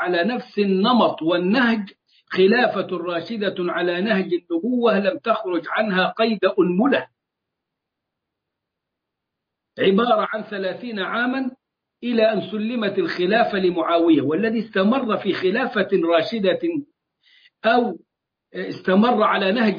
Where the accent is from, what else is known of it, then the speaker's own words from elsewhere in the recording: Egypt; الذي حدث عندنا في مصر